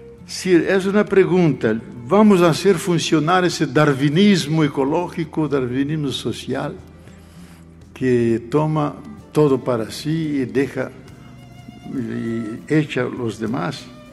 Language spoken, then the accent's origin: Spanish; Brazil; Spanish is a second language; especialmente en mi país, porque no hay que olvidar que 62% de la población brasileña es afrodescendiente.